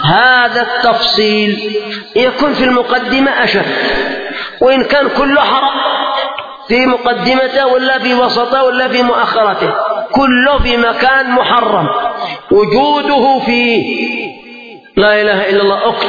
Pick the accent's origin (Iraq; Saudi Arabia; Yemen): Yemen; بخلاف يعني عندنا في اليمن الحمد لله الخير منتشر